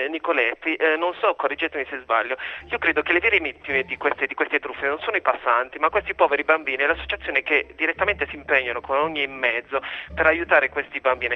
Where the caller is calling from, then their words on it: Apulia, Italy; Sì, salve, chiamo la provincia di Bari.